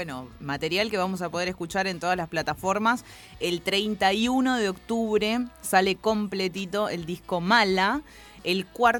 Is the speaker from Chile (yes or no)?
no; Villa Elisa, Buenos Aires Province, Argentina; yo me crié en Villa Elisa también.